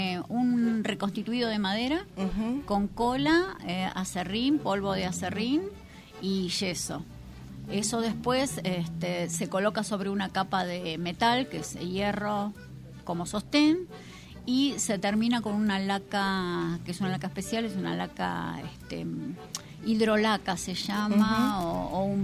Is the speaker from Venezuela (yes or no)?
no; Arroyo de los Patos, Córdoba, Argentina; somos de Arroyo de los Patos.